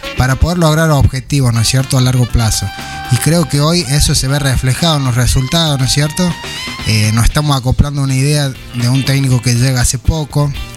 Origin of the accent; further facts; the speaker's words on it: San Marcos, Córdoba, Argentina; hasta que me volví a Córdoba, fueron todos tres días. Decidí moverme vuelta acá a San Marcos.